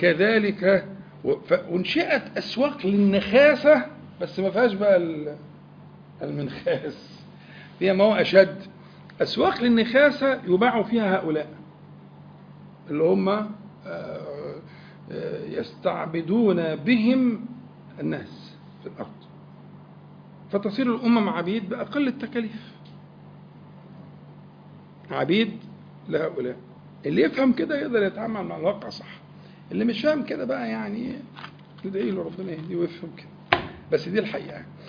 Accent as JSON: {"language": "Arabic", "town": "Al-Nakhas", "region": "Sharqia Governorate", "country": "Egypt", "said": "احنا أنا من الشرقية، عندنا بلد اسمها النخاس قريبة من العاصمة، يعني النخاس."}